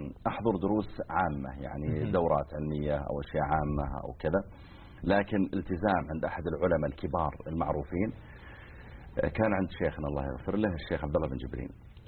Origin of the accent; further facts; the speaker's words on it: Riyadh Province, Saudi Arabia; بعض المناطق مثل ديرتنا حنا مثلا مزعل صغيرة يعني، وجنبها القوعية أكبر منها.